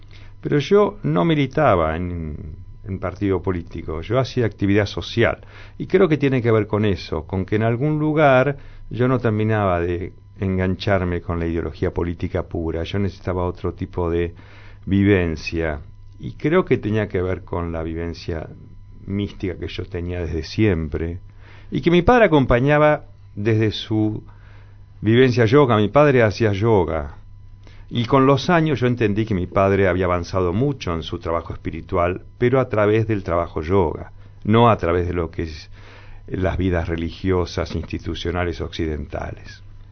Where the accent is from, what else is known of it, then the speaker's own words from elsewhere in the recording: Buenos Aires, Argentina; born there; Yo nací en Límite Flores con Caballito.